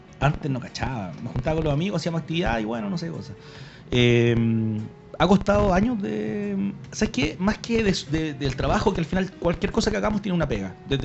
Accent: Puente Alto, Santiago Metropolitan, Chile; Soy de uno de los barrios más antiguos de Puente Alto, que es frente a la Volcanita, la calle San Pedro con Concha y Toro. Mi abuelo era administrador de un fondo en el sector. Entonces mi familia lleva por lo menos 80 años viviendo ahí en el lugar.

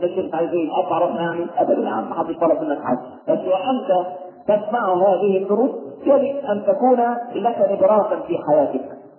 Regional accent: Egypt; لكن إحنا كمصريين معتبرين العيش هو ده اللي هو.

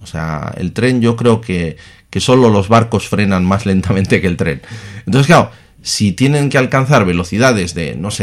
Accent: Bilbao, Basque Country, Spain; O sea, soy de Bilbao de toda la vida.

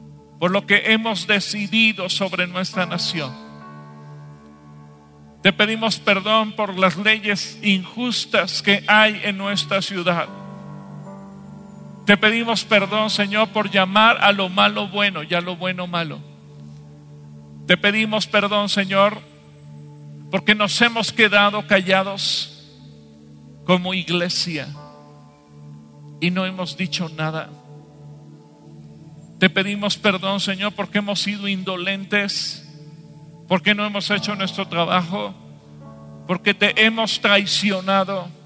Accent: Mexico; Y como mexicanos te pedimos perdón por nuestros pecados.

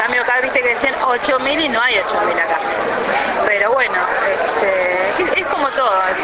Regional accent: Tandil, Buenos Aires Province, Argentina; soy de Tandil

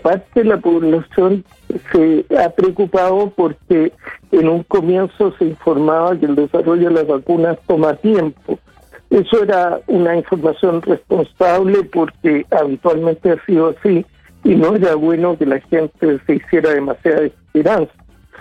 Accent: Chile; somos chilenos, nos interesa Chile.

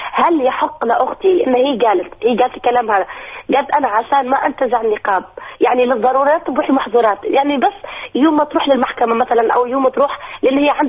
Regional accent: Tunisia; أنا منتقبة في تونس، أنا أصلا تونسية.

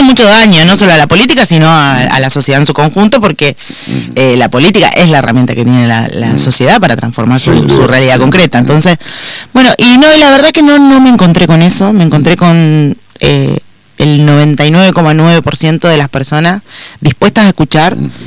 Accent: Concordia, Entre Ríos, Argentina; hablando con los vecinos, que somos de Concordia.

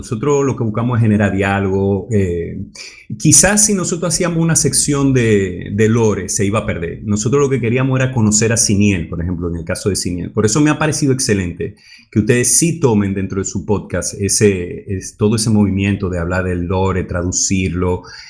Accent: Dominican Republic; Oye, mis rasgos son un poquito árabe. Aunque yo soy dominicano, mis rasgos son un poquito árabe.

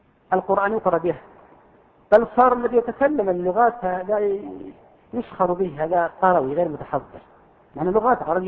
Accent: Al-Qassim, Saudi Arabia

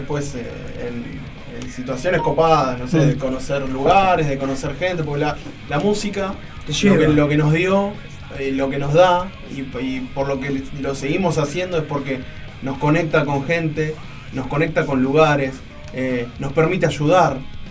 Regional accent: Ituzaingó, Buenos Aires Province, Argentina; Somos de Zona Oeste, Ituzaingó.

